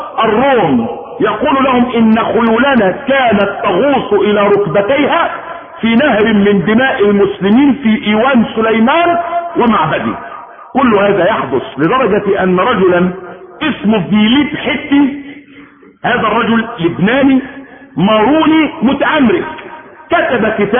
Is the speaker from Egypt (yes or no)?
yes; Egypt; واسر ملك من ملوكهم في المنصورة عندنا في مصر